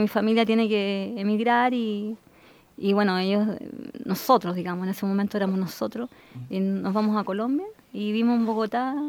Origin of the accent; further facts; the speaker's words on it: Rancagua, O'Higgins, Chile; born there; En Rancagua.